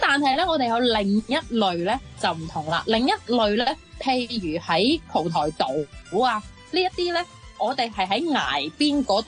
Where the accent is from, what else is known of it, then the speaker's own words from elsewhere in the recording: Guangdong, China; 但係即係始終呢啲都係我哋廣東人啦